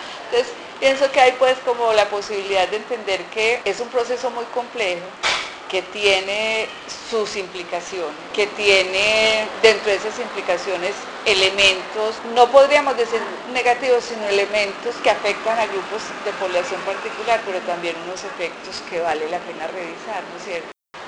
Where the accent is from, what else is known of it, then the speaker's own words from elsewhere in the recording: Antioquia, Colombia; decía que era de Moravia, a mí no me han puesto en ningún lado.